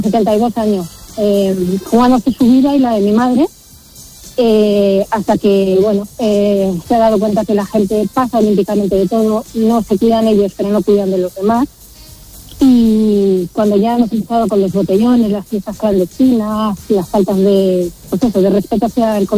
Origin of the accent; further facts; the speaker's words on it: Community of Madrid, Spain; now in Sotogrande, Spain; Vivo en Soto Grande, provincia de Cádiz. Bueno, soy madrileña, pero vivo en este país, en esta comunidad, desde hace 6 años.